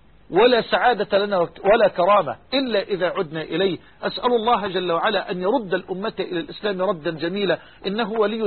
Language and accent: Arabic; Egypt; بلغتنا كمصريين لا فائدة